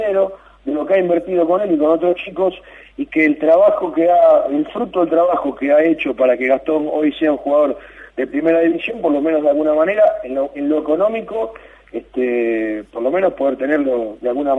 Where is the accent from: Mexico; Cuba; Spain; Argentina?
Argentina; como somos los argentinos